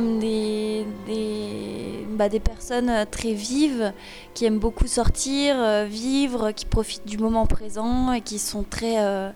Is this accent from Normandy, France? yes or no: no; Saint-Étienne, Auvergne-Rhône-Alpes, France; now in Lyon, France; Donc moi j'habite à Lyon, je suis originaire de Saint-Étienne